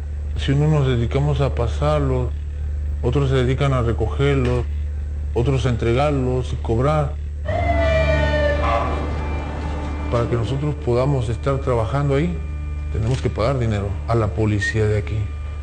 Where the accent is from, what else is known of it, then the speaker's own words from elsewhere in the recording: Veracruz, Mexico; yo vengo de una familia humilde y yo vine de Veracruz para acá con esa ilusión, como todos, de ir para el otro lado. Estuve viviendo en San Diego un par de meses.